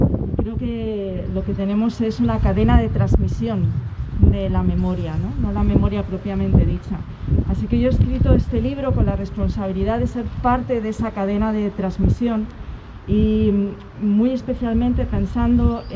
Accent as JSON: {"language": "Spanish", "region": "Community of Madrid", "country": "Spain", "said": "este no es mi lugar natal, yo soy madrileña, pero sí las raíces de la mitad de mi familia sí están ancladas aquí en Toledo, ¿no? Pero yo nunca viví aquí."}